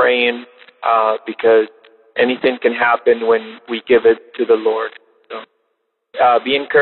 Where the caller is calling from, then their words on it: Miami, Florida, United States; I am calling from Miami, Florida, and even in our distance, I know what you're going through.